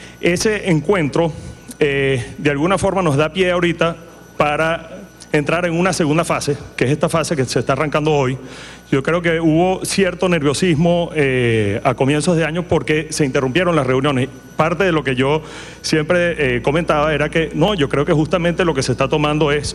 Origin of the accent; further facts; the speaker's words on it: Venezuela; esa es la gran invitación que tenemos ahorita como venezolanos para transformar materia prima en valor agregado para exportación.